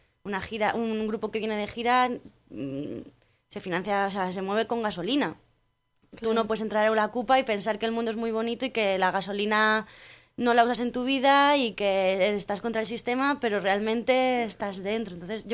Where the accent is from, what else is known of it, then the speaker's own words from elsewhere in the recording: Toledo, Castilla-La Mancha, Spain; nosotras venimos de Toledo y llegar allí es descubrirlo todo, porque hay un montón de gente y se mueven mucho más las cosas.